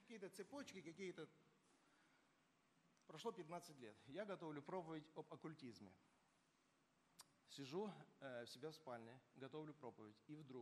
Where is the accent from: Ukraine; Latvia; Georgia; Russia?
Georgia; Я вырос в Грузии, поймите, там колдовство было на каждом шагу.